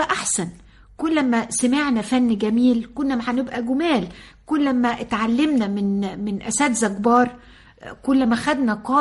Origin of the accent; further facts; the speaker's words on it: Sohag, Sohag Governorate, Egypt; أنا من سوهاج وبفتخر إن أنا من سوهاج. أمي من سوهاج وأبويا من أليوب … واحد القطرين